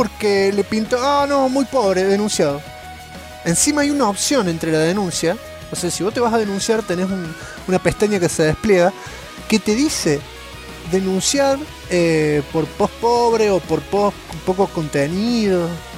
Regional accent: Comodoro Rivadavia, Chubut, Argentina; Soy de Comodoro, los presos no consiguieron la Play acá.

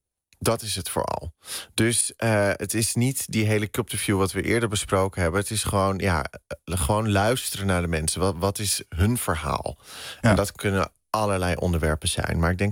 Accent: Den Helder, North Holland, Netherlands; now in Amsterdam, Netherlands; Ja, ik ben opgegroeid in Den Helder. Officieel. En inmiddels woon ik in Amsterdam.

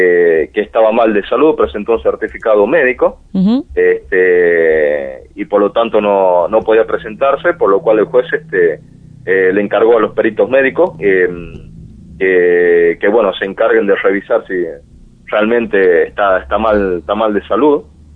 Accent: Argentina; tiene que ver con todo lo que nos pasó como argentinos, todo ese poder empresario civil cómplice y gestor de esa tragedia de los años 70 en nuestro país

